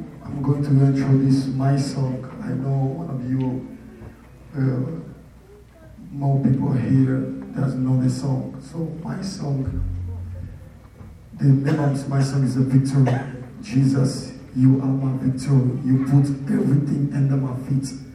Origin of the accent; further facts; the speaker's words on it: Atlanta, Georgia, United States; I'm from Atlanta.